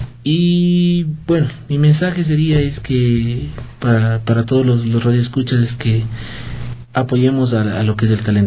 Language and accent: Spanish; Ecuador; como músicos ecuatorianos tenemos que poner a nuestra música a la altura de lo que es la música internacional.